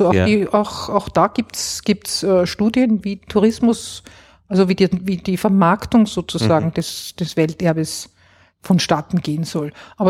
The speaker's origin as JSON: {"language": "German", "region": "Vienna", "country": "Austria", "tie": "born or raised there", "said": "ich bin jetzt auch ein Kind der Nachkriegszeit. Das heißt, ich bin eigentlich auch nicht, ich bin in Wien aufgewachsen. Also ich bin nicht in den Bergen."}